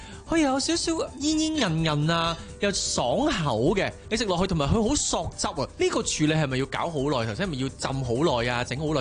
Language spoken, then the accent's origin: Cantonese; Hong Kong; 我哋香港人嘅口味